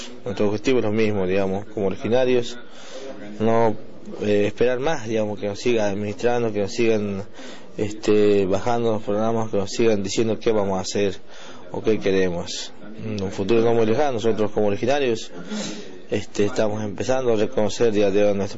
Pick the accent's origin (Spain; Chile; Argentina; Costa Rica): Argentina; Tafna, Jujuy; vengo de una comunidad originaria de la frontera con Bolivia, del norte de la Puna de Jujuy. Soy nativo de una comunidad llamada Tafna, es un lugar de encuentro de comunidades originarias de este pueblo Coya, digamos, un pueblo muy ancestral